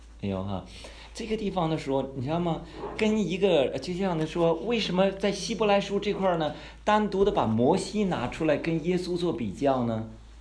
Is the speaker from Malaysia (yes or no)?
no; China; 这咱都是中国人哈，咱们在座都是大陆的吧哈，没有台湾的，没有台湾。